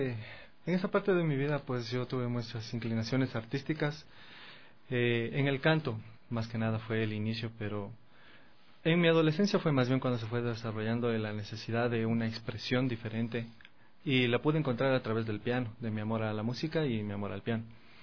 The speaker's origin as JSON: {"language": "Spanish", "town": "Ibarra", "region": "Imbabura", "country": "Ecuador", "tie": "born there", "said": "yo como nací en Ibarra, pues he vivido en varios lugares de nuestro país, pero el estudio de musical lo hice en la provincia de Imbabura, en Cotacachi."}